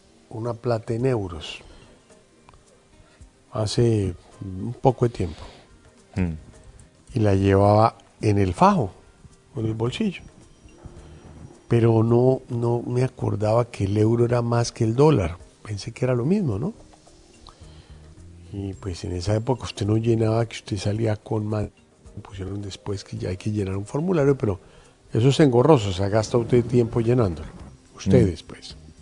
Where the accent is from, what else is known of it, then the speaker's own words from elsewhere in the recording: Colombia; que finalmente somos todos los colombianos